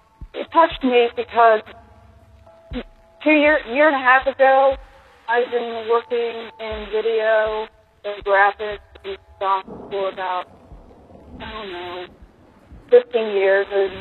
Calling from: Virginia, United States; I'm calling from Virginia.

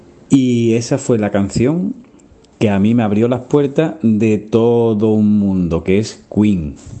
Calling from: Cádiz, Andalusia, Spain; de Cádiz.

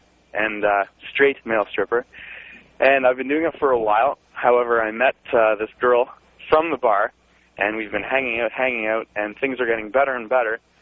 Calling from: Canada; I'm calling from Canada.

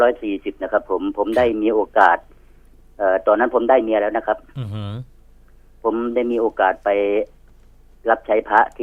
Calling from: Nakhon Pathom, Thailand; โทรมาจากนครปฐมครับ

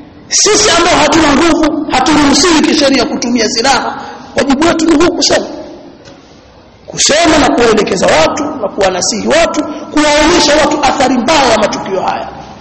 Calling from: Kigoma, Tanzania; mimi napiga simu natoka Kigoma

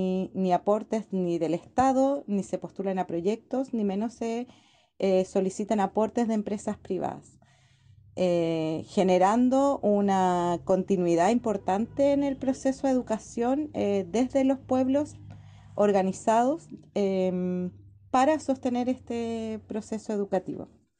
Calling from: Los Lagos, Chile; Hola, un saludo desde el archipiélago de Chiloé, del sur de Chile.

